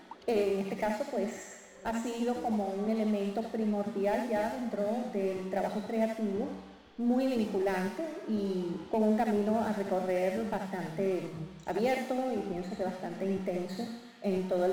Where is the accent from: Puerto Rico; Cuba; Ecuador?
Cuba; Havana; now in Bogotá, Colombia; Vengo de La Habana, Cuba, y ahorita todo mi trabajo se está desarrollando en Bogotá, Colombia.